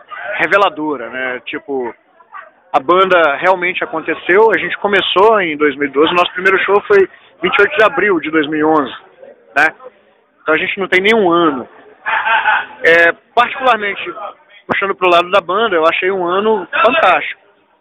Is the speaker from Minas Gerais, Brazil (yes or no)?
yes; Governador Valadares, Minas Gerais, Brazil; now in Belo Horizonte, Brazil; Desde que eu tô morando aqui, eu não sou daqui, eu sou de Valadares.